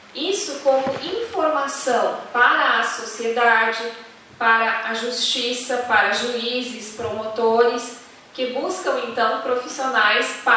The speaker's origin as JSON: {"language": "Portuguese", "region": "Rio Grande do Sul", "country": "Brazil", "said": "eu sou do Rio Grande do Sul, eu estou muito próximo, a 300 quilômetros da fronteira com o Uruguai, né, e pouco mais de 400, 500 quilômetros da fronteira com a Argentina"}